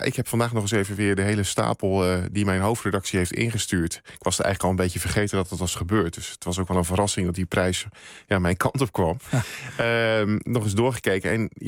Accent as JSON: {"language": "Dutch", "region": "Overijssel", "country": "Netherlands", "tie": "born or raised there", "lives_now": "Veluwe, Netherlands", "said": "Ja, ik ben in Twente opgegroeid en ik heb daar ook lange tijd gewoond. En ik woon sinds een aantal jaren op de Veluwe. En ik zeg wel eens gekscherend, van ik woon aan de goede kant van Amersfoort."}